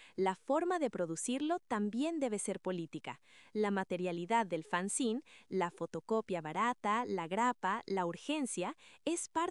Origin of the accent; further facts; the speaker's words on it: Mexico; Tú y yo somos de México